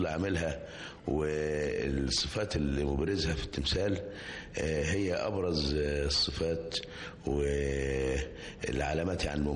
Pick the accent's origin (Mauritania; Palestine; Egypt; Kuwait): Egypt; كان الفنانين في حقبة من حقب التاريخ عندنا في مصر